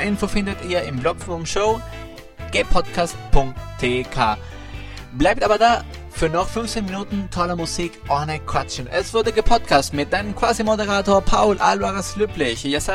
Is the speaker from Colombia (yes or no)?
yes; Bogotá, Colombia; ich komme aus Bogota, Kolumbien.